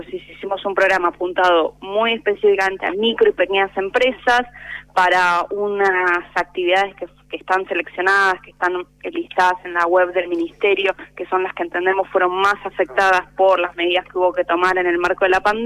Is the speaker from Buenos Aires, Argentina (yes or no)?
yes; Buenos Aires, Argentina; born there; yo nací en Capital, pero bueno, toda mi familia es de Berizo